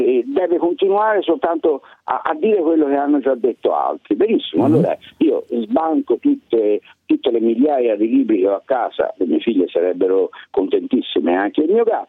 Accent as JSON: {"language": "Italian", "town": "Florence", "region": "Tuscany", "country": "Italy", "said": "di sicuro, io da buon fiorentino dico"}